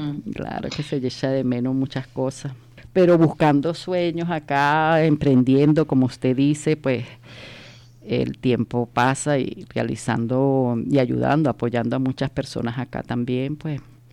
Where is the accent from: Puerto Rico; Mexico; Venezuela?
Venezuela; now in Spain; Soy de Venezuela.